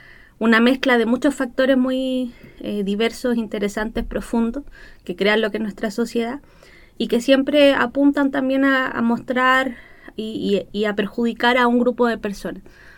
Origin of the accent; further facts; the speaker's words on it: Cerro Navia, Santiago Metropolitan, Chile; Yo soy de Cerro Navia, una comuna popular, donde muchos de los niños y jóvenes tenemos asma